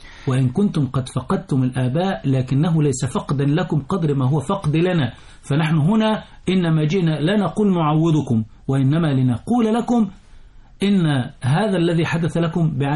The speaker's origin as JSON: {"language": "Arabic", "country": "Egypt", "said": "لأن المرجعية عندنا التي تحكم تصرفاتنا كمصريين على المستوى الرسمي وعلى المستوى الشعبي"}